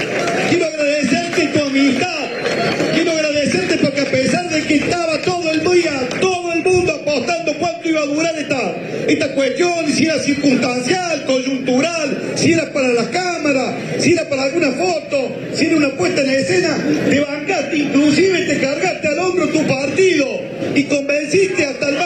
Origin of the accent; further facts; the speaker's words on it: Córdoba, Argentina; Desde el corazón se lo digo como un cordobés orgulloso de este pueblo de Córdoba.